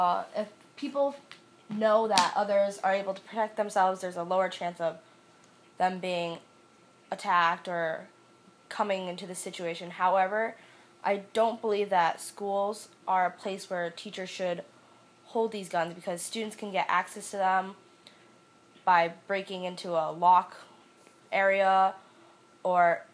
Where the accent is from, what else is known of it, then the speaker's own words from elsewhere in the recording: West Hartford, Connecticut, United States; I'm 20 years old, and I'm currently a student at the University of Connecticut studying special education, and I'm from West Hartford.